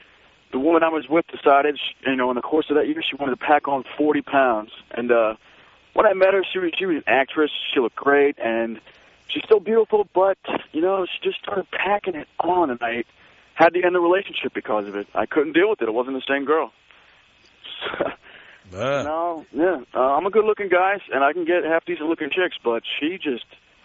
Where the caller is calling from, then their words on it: Hollywood, California, United States; And I'm calling from Hollywood